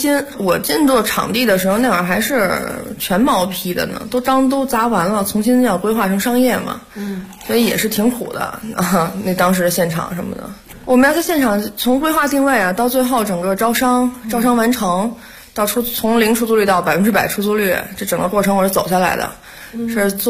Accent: Beijing, China; 我是在就是北京出生长大的，工作也是在北边北辰，北辰集团，在北边工作了4年

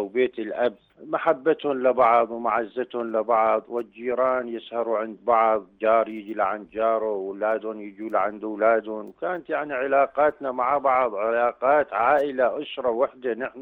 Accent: Deir ez-Zor, Deir ez-Zor Governorate, Syria; والله بالنسبة لدير الزور اليوم الرمضاني عم يكون بأوقات الصيف يعني صعب بشدة حرارة الجو

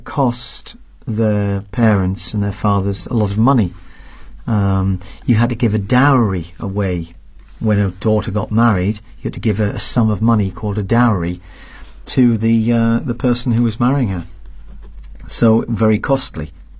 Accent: Durham, North East England, United Kingdom; Even in my hometown in Durham, some of the Catholic churches, the pews, which are the seats that they sit in, they were all destroyed, they were all burnt.

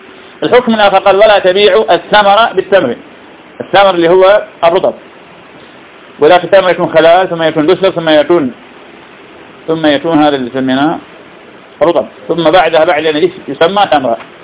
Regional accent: Iraq; هذا موجود عندنا في العراق

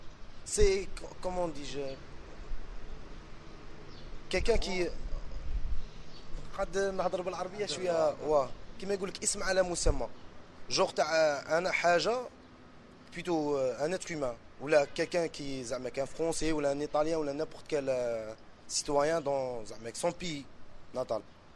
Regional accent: Algeria; il y a des fois que je me sens pas vraiment que je suis un Algérien

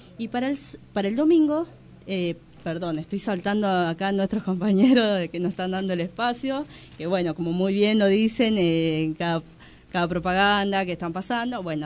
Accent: Bolivia; yo soy boliviana

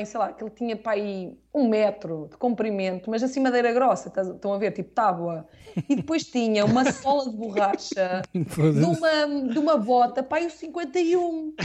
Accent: Oliveira de Azeméis, Aveiro, Portugal; Porque não te esqueças que eu sou da Oliveira das Meias e nós não íamos a Badajoz, nós íamos a Tui e a Vigo.

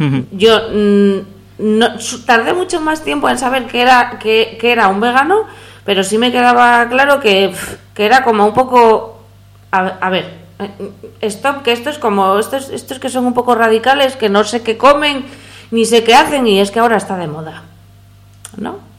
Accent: Asturias, Spain; born there; yo soy asturiana de nacimiento, de padre asturiano y madre toledana.

